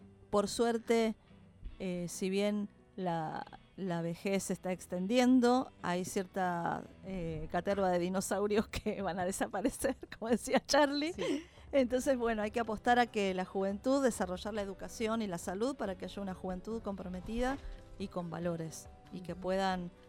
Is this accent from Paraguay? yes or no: no; Argentina; como argentinos, vieron que los argentinos somos mitad llanto y mitad alegría